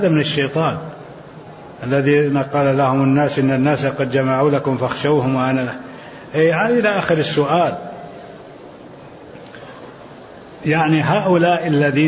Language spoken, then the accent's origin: Arabic; Jeddah, Makkah Province, Saudi Arabia; أنا من أهل جدة